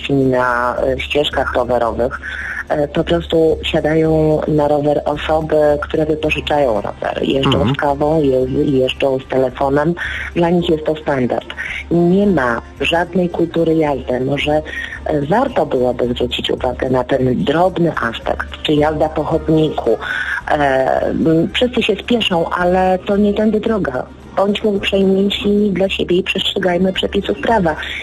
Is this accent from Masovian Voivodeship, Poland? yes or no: yes; Warsaw, Masovian Voivodeship, Poland; Jestem z Warszawy.